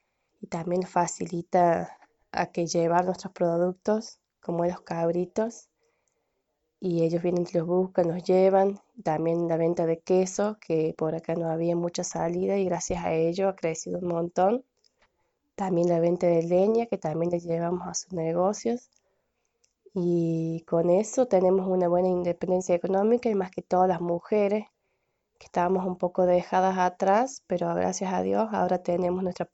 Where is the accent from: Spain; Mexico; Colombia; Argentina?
Argentina; San Tiburcio, Córdoba; soy de San Tiburcio, en la provincia de Córdoba, en el departamento Pocho.